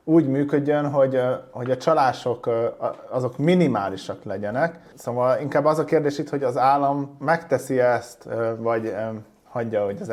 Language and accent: Hungarian; Hungary; hanem én ide megszülettem, és magyarnak születtem